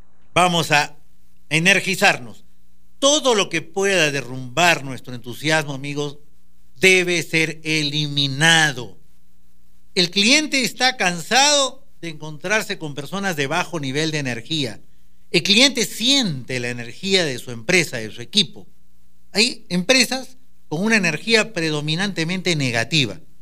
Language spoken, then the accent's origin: Spanish; Peru; Porque no somos nosotros los peruanos los que tenemos la energía